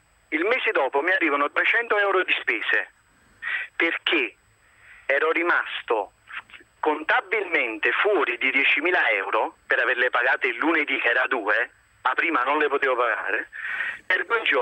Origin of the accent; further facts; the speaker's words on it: Naples, Campania, Italy; appunto sono di Napoli